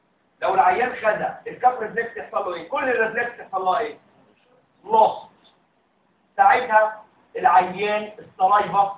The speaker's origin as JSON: {"language": "Arabic", "country": "Egypt", "said": "وعندنا في مصر بيعملوا اللوزر كام؟"}